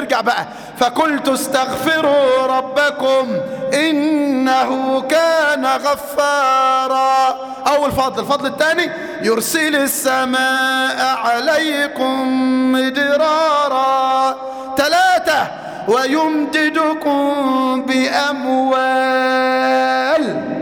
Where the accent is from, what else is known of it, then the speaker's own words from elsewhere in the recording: Mansoura, Dakahlia, Egypt; شاب في المنصورة تزوج وتأخرت زوجته في الإنجاب، قصة حقيقية عندنا في المنصورة